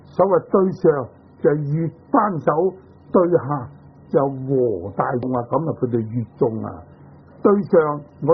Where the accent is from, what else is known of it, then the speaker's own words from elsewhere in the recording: China; 咁我哋中国人咧，所谓文人嘅品性啊，唔中意繁复嘅